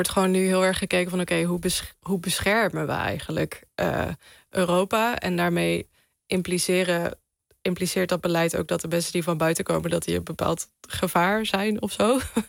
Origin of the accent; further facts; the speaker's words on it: Netherlands; Vanuit dat perspectief kan ik praten, denk ik, als Nederlander.